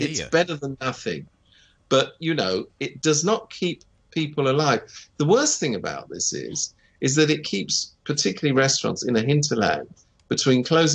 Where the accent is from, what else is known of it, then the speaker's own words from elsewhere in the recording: United Kingdom; I speak as a Brit, so I know what I speak.